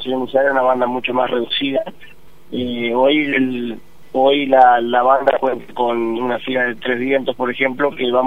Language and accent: Spanish; Aldea San Antonio, Entre Ríos, Argentina; now in Gualeguaychú, Argentina; nosotros somos de Aldea San Antonio, departamento Gualeguaychú, Entre Ríos.